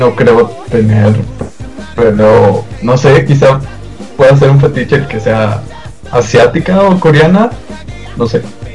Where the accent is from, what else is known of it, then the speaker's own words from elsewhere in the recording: Monclova, Coahuila, Mexico; born there; now in Monterrey, Mexico; Nací en Coahuila, Moncloa.